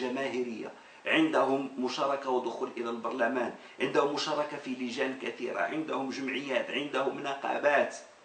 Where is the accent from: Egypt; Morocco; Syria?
Morocco; أؤمن بها وأنا أقتنع بها كمغربي